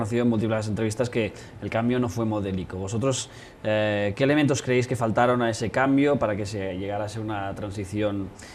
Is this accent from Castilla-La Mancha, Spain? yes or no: no; Catalonia, Spain; Bueno, yo soy catalán y también tendría muchas críticas